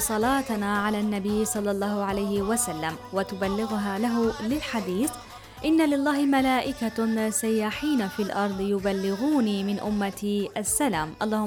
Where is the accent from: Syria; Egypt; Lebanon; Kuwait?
Syria; إن شاء الله الفرج رح يكون قريب علينا وعلى بلدنا سوريا